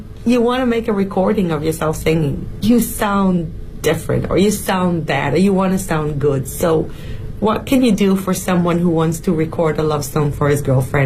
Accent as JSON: {"language": "English", "country": "China", "said": "because we're coming from China, which is a KTV culture country"}